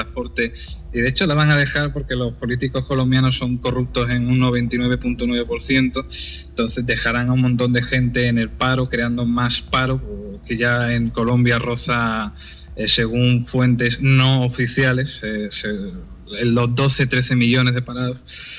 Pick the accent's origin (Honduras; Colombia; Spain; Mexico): Spain; yo soy español